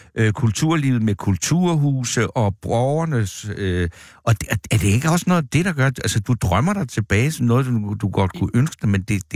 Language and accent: Danish; Region of Southern Denmark, Denmark; det er sådan et miljø, jeg voksede op i på Sydfyn i 60'erne